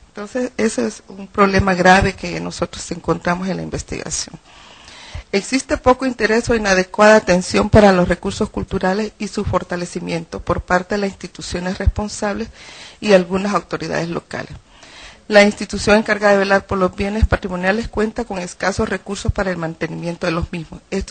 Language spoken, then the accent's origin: Spanish; El Salvador; Siento que esto aún como salvadoreños nos hace mucho falta que hacer.